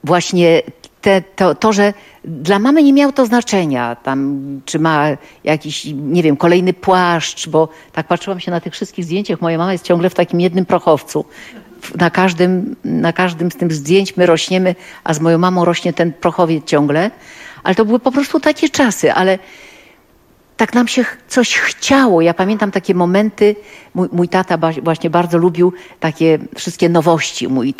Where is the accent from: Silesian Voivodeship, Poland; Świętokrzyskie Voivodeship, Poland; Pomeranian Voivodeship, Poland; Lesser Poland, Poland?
Pomeranian Voivodeship, Poland; Gdańsk; bo jestem gdańszczanką